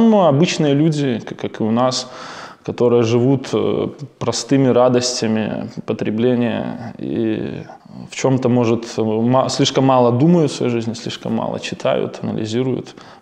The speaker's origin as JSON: {"language": "Russian", "country": "Belarus", "said": "Ну, потому что мы ощущаем, что мы все-таки белорусы, у нас своя страна."}